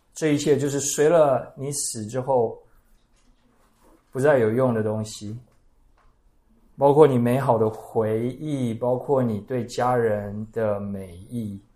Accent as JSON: {"language": "Chinese", "town": "Puli", "region": "Nantou County", "country": "Taiwan", "tie": "born or raised there", "said": "我住在埔里，我家乡埔里最近在大拜拜"}